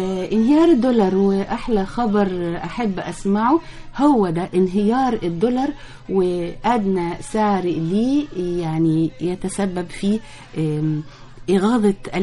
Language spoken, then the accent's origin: Arabic; Luxor, Luxor Governorate, Egypt; يعني أنا دواعي فخري واعتزازي جدا ببلدي وبكل محافظات وكل مدن محافظات بلدي الأقصر